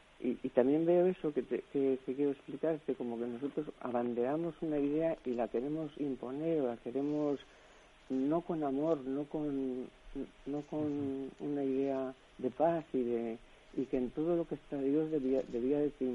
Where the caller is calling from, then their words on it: Valencia, Valencian Community, Spain; de Valencia.